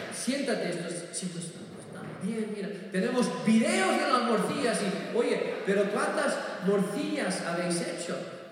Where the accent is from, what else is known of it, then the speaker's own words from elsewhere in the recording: Burgos, Castile and León, Spain; me crié en Burgos y Burgos tiene la mejor morcilla de toda España.